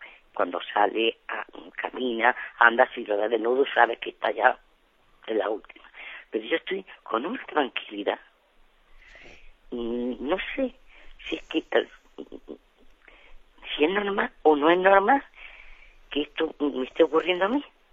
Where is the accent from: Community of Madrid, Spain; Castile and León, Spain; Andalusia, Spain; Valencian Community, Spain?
Andalusia, Spain; Almería; Soy de Almería y quería hacerle una pregunta.